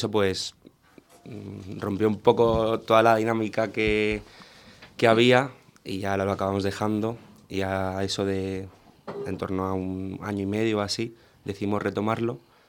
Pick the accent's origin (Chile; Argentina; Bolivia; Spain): Spain; Madrid, Community of Madrid; Yo soy de San Blas.